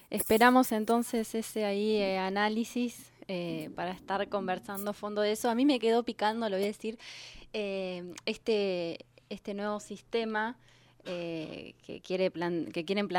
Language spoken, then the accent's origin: Spanish; General Acha, La Pampa, Argentina; una que está en mi pueblo, que es General Hacha, en medio de la Pampa